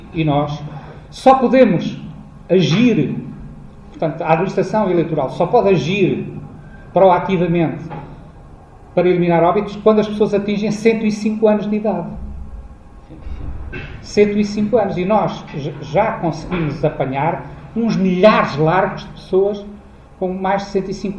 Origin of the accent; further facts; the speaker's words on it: Portugal; é uma característica tão nossa, de gostarmos de ter qualquer documentozito que nos acredite como portugueses